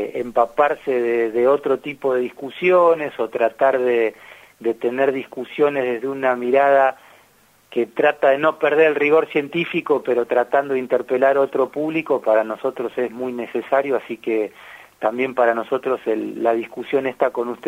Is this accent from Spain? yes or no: no; Argentina; como actores políticos y como argentinos